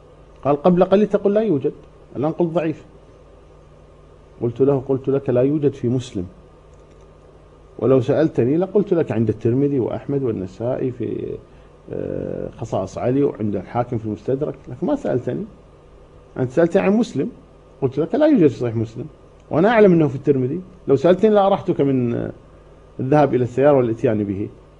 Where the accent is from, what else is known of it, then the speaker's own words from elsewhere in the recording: Kuwait; عضو مجلس أمة عندنا في الكويت